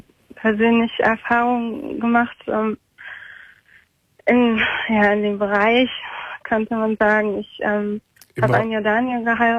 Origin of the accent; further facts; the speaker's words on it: Germany; Und ich bin Deutsche, genau.